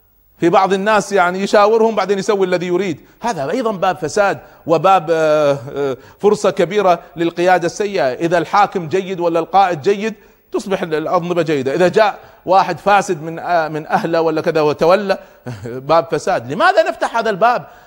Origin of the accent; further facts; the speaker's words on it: Kuwait; يعني في بعض الدول مثل عندنا في الكويت